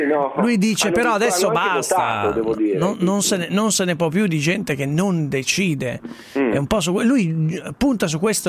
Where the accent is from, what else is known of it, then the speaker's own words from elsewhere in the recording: Sesto San Giovanni, Lombardy, Italy; È una cittadina straordinaria, è la mia città natale, ricordati.